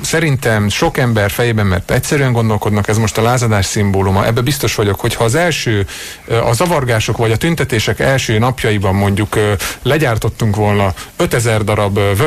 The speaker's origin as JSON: {"language": "Hungarian", "town": "Eger", "region": "Heves", "country": "Hungary", "said": "én egri vagyok, Egerben iszonyatos volt a Skinhead mozgalom."}